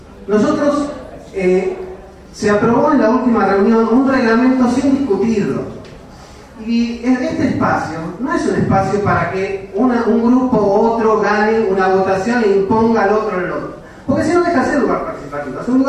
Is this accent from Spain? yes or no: no; Buenos Aires, Argentina; vecino del barrio, soy de Buenos Aires para todos.